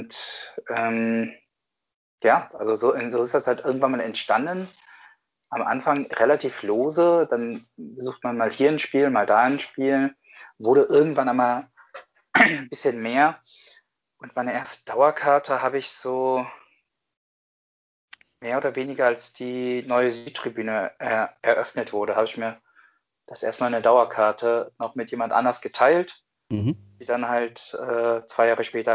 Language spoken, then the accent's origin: German; Cologne, North Rhine-Westphalia, Germany; Ich bin am Kölner Südbahnhof aufgewachsen.